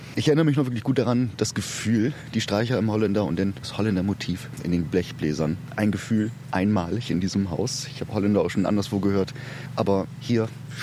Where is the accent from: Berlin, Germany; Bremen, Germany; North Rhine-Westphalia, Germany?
Bremen, Germany; Bremerhaven; Ich bin eigentlich aus Bremerhaven, dort geboren, 18 Jahre lebte ich dort.